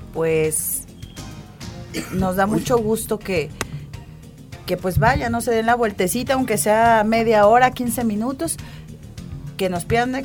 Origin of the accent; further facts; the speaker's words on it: Mexico; forman parte de nosotros como mexicanos